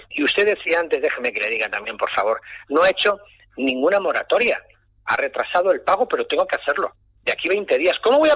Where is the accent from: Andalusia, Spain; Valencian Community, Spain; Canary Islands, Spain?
Valencian Community, Spain; Valencia; lo de Che, es que soy valenciano, ya sabe que nos llaman los Ches, desde Valencia.